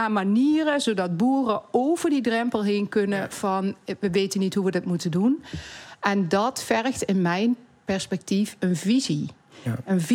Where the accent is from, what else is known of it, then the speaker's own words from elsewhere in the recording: Limburg, Netherlands; Ik kom uit Zuid-Limburg, dus ik ken een beetje het platteland.